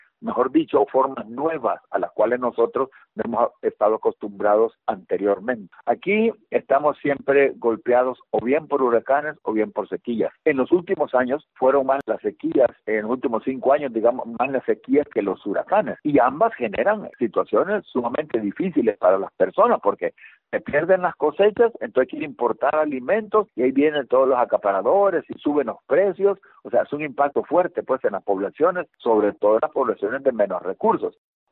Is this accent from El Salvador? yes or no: yes; El Salvador